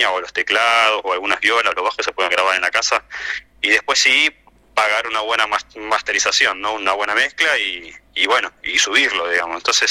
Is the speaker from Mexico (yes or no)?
no; Buenos Aires, Argentina; Yo en realidad soy de Buenos Aires, estoy acá en el sur hace casi 20 años